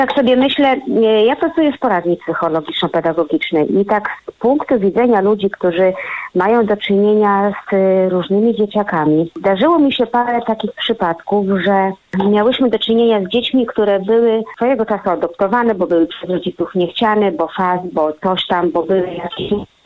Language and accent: Polish; Podlaskie Voivodeship, Poland; przynajmniej w naszych stronach, ja jestem z Podlasia